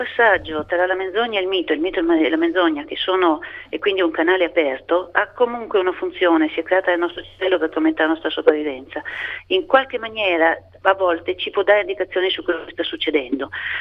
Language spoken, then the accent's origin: Italian; Capua, Campania, Italy; Ma sul Volturno, io vengo da Capua, c'è anche il sangue dei miei antenati versato sul Volturno.